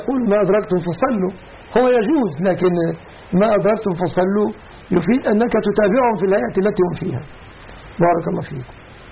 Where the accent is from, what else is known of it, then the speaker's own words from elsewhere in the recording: Egypt; نفس اللي عندنا في مصر